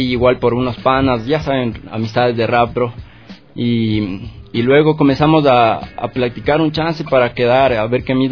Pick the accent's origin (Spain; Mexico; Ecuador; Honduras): Ecuador; Sangolquí, Pichincha; yo soy de Sangolquí, brother, del Valle de los Chillos